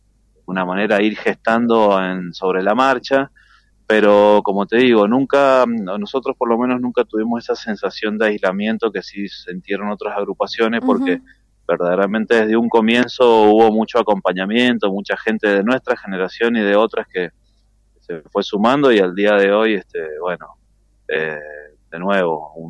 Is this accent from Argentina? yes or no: yes; Argentina; Como pueblo argentino creo que tenemos una trayectoria larguísima